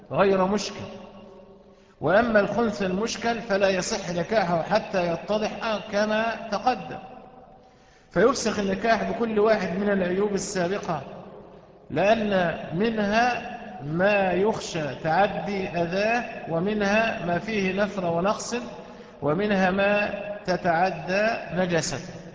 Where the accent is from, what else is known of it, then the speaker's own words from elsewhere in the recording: Egypt; قصة وقعت عندنا في مصر من كام سنة كده